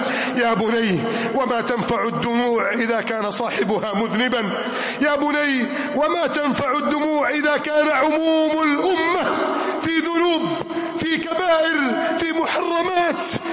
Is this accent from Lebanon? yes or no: no; Egypt; اللهم احفظ بلدنا مصر من كيد الكائدين وحقد الحاقدين وتربص المجرمين